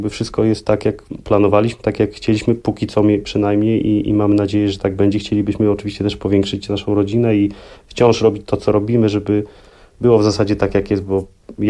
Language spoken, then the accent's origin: Polish; Sopot, Pomeranian Voivodeship, Poland; Dzięki temu, że jestem z Trójmiasta, z Sopotu.